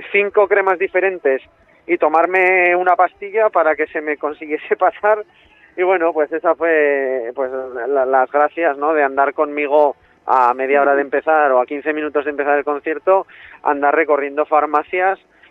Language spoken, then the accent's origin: Spanish; Tudela, Navarre, Spain; yo soy de Tudela, de Navarra, y el resto del grupo son de la provincia de Zaragoza.